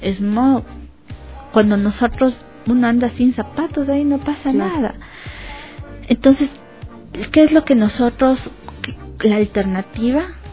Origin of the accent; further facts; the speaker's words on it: Ecuador; Entonces también es tener una posición como ecuatorianos.